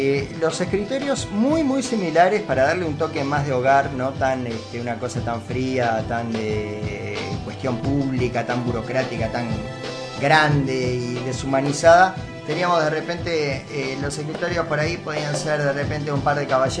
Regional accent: Uruguay; born there; tengo la cédula que me acredita como uruguayo nacido en este suelo.

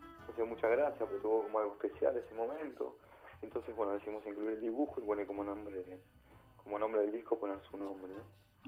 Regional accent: Argentina; Yo soy argentino

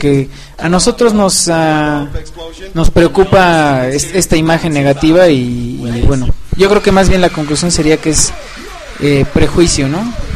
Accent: Mexico; Por afuera uno como mexicano.

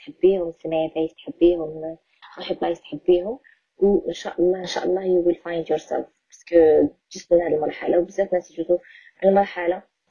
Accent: Algeria; الحلم نتاعي الوحيد اني نخرج من الجزائر

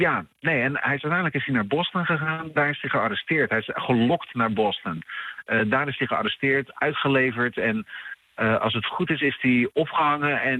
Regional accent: Netherlands; ben ook maar een Nederlander, wat weet ik.

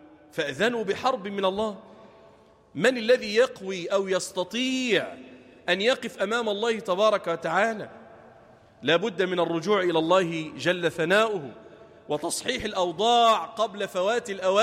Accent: Damietta, Damietta Governorate, Egypt; اجعل بلدنا دمياط واحة للأمن والأمان

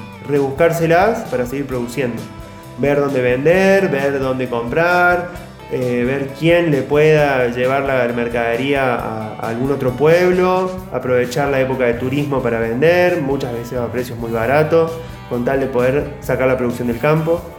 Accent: Charbonnier, Córdoba, Argentina; soy de Charbonnier.

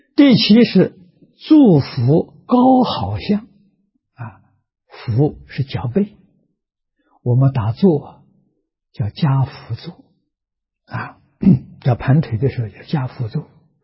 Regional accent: China; 大概印度人的汗毛比我们多啊，我们中国人的汗毛比较少啊

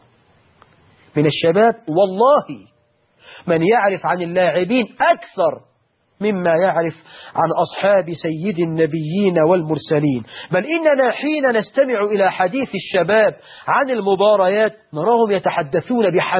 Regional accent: Egypt; من شباب المسلمين في بلدنا مصر

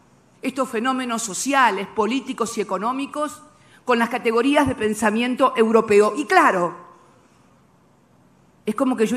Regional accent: Argentina; En mi país, en la República Argentina, también se había impuesto el neoliberalismo

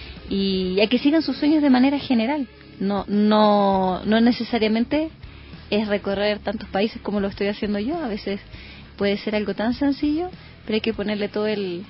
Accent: Chile; soy chilena, tengo 33 años

